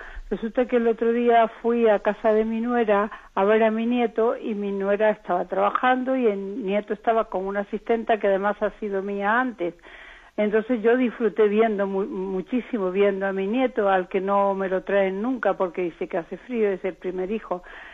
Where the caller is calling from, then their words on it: Madrid, Community of Madrid, Spain; de Madrid.